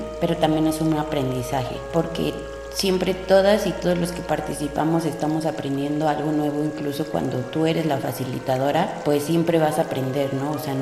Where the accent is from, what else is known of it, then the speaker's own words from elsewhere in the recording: Tlalpujahua, Michoacán, Mexico; Soy originaria de Tlalpujahua, Michoacán, en México.